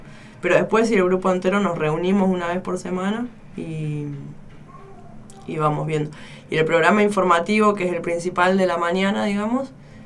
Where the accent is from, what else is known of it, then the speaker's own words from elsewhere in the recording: El Bolsón, Río Negro, Argentina; del Bolsón, Río Negro.